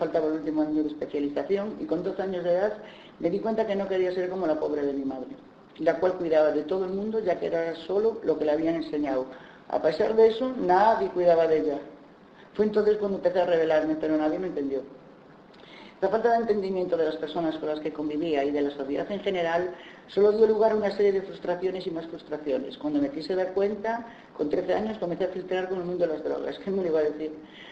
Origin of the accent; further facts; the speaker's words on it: Spain; Soy española y, por desgracia, vivo en un país patriarcal y machista que heredó, entre otras cosas, su cultura judía cristiana.